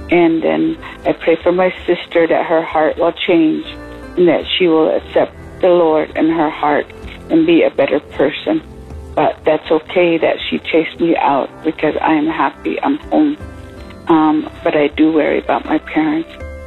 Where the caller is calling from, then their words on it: Utah, United States; also born or lived in Arizona; I'm calling from Utah. I went home to Arizona to help take care of my parents.